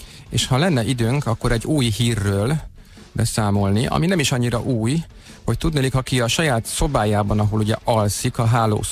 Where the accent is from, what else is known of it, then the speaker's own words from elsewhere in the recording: Budapest, Hungary; én a Havanna lakótelepen nőttem föl, ott töltöttem az életem első 20 esztendejét, úgyhogy elég sokan vagyunk így lőrinciek